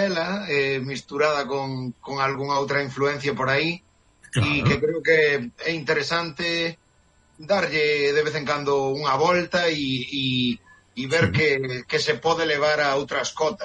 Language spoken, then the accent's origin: Galician; A Coruña, Galicia, Spain; digamos que somos da Coruña